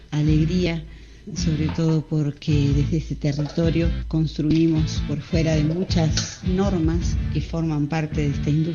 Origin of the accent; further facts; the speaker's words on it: Cosquín, Córdoba, Argentina; de Cosquín. Para presentarles este disco.